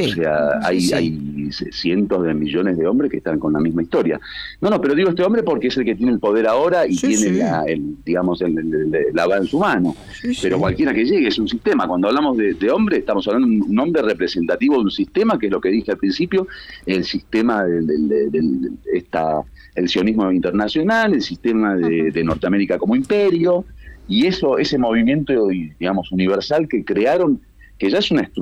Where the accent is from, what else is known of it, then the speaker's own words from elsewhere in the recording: Buenos Aires, Argentina; accent: porteño; Disculpa que soy muy porteño en hablar.